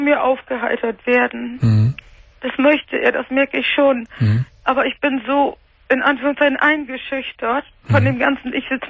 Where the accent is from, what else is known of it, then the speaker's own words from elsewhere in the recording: Cologne, North Rhine-Westphalia, Germany; born there; ich bin Kölnerin von Geburt